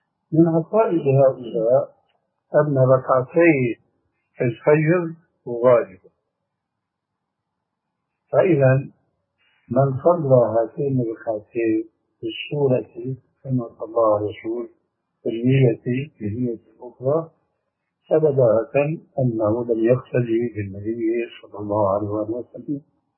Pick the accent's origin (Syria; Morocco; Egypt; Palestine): Syria; المقصود عندنا في سوريا مثلا يسمون الشاروخ أو يسمون الصندل أو ما شابه ذلك.